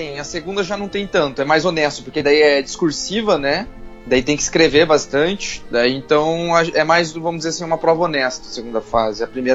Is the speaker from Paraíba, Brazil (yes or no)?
no; Paraná, Brazil; Eu sou do Paraná.